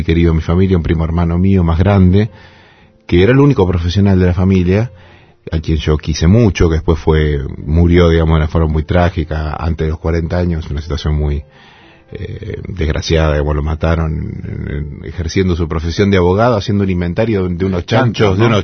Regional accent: Lincoln, Buenos Aires Province, Argentina; Mi pueblo en Lincoln fue bastante pionero con el tema de la radio y también de la televisión por cable

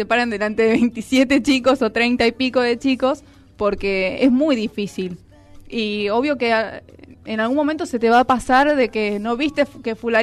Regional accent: Pilar, Buenos Aires Province, Argentina; Yo soy de Pilar y tengo alumnos

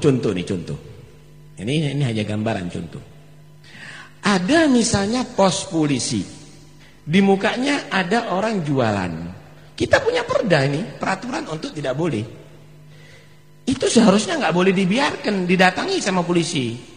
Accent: Pasuruan, East Java, Indonesia; Kita ini orang Pasuruan

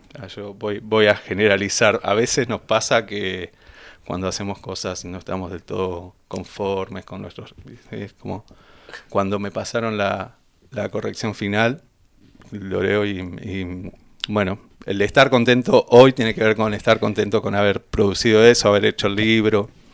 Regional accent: Benito Juárez, Buenos Aires Province, Argentina; moved away as an adult; now in La Plata, Argentina; yo no soy de La Plata, yo soy de Benito Juárez. Me vine en pendejo, como a los 18 años, yo ya estaba viniendo acá, viviendo acá.

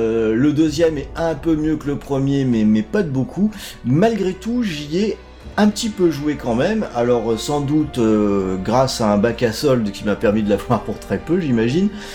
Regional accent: Brittany, France; Après tout, je suis breton, hein. Il va y avoir un truc dans les gènes qui ressort là de temps en temps.

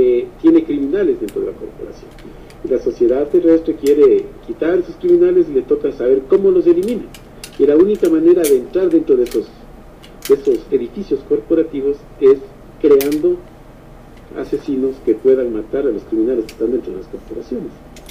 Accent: Ecuador; lo que nosotros como ecuatorianos lo que nos limita siempre

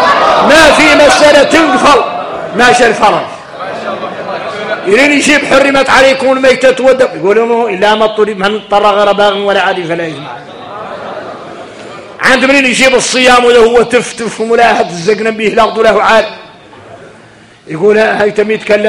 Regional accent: Mauritania; انا موريتاني

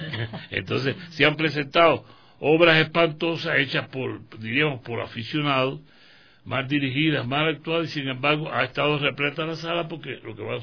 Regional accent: Cuba; now in Ecuador; no soy ecuatoriano. Soy

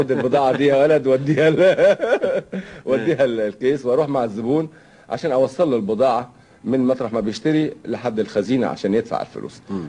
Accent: Syria; ودخلوا في حرب مع الفرنسويين عشان يحرروا بلادنا سوريا

